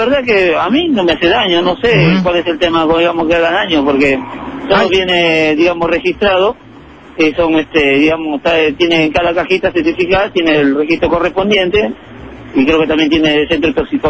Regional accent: Peru; now in Argentina; Yo soy de Perú.

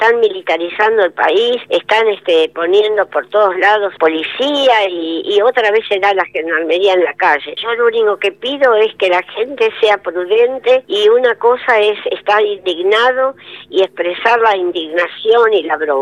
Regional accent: Argentina; siento vergüenza como argentina.

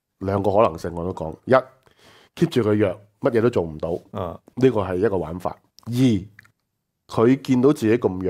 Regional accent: Hong Kong; 我相信我们香港人就大家拍手掌啦，是吧？

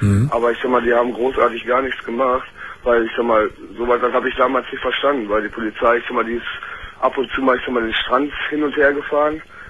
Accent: Hanover, Lower Saxony, Germany; ich komme aus Hannover

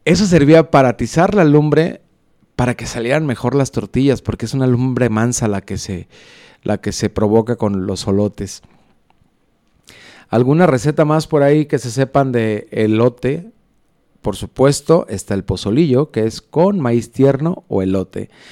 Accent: Juanacatlán, Jalisco, Mexico; Un saludo a todos los que estén en San Antonio Juanacaxtle y Juanacatlán, mi tierra querida, escuchándonos

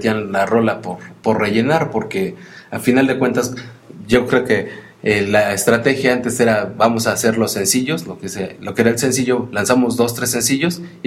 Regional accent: Mexico; como mal mexicano yo te digo, ¿no?

